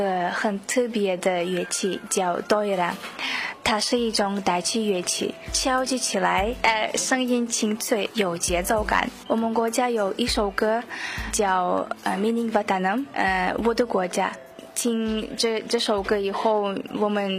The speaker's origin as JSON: {"language": "Chinese", "country": "Uzbekistan", "second_language": "Chinese", "lives_now": "Beijing, China", "said": "我来自乌兹别克斯坦，我来北京已经一年半了，我在北京语言大学学习汉语言。"}